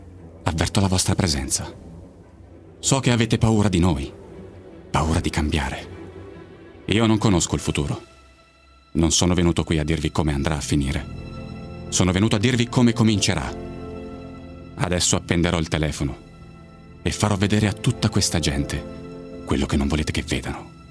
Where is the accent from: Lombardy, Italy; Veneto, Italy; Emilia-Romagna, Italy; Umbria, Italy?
Lombardy, Italy; Milan; Ho 32 anni e sono di Milano.